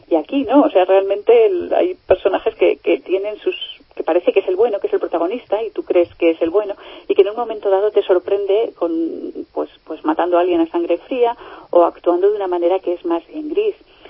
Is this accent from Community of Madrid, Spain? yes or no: yes; Madrid, Community of Madrid, Spain; Yo soy de Madrid, la conozco muy bien desde pequeñita